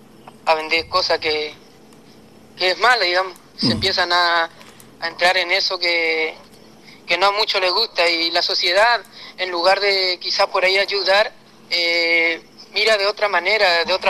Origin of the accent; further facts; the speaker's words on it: Goya, Corrientes, Argentina; now in Santa Lucía, Argentina; Desde que yo vine de Goya empecé a escribir acá en Santa Lucía.